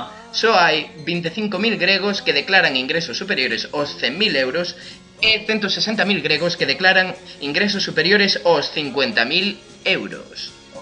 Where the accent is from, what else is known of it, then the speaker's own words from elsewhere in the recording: Vigo, Galicia, Spain; eu son de Vigo, eu son portugués.